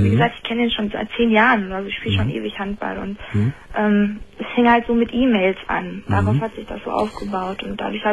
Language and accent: German; North Rhine-Westphalia, Germany; Ich komme aus dem Ruhrgebiet.